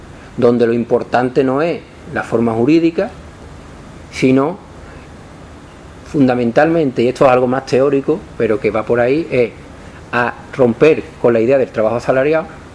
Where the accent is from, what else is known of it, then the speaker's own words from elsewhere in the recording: Morón de la Frontera, Andalusia, Spain; En la cooperativa de mi pueblo, Morón de la Frontera, está el mayor latifundista del pueblo y de muchos pueblos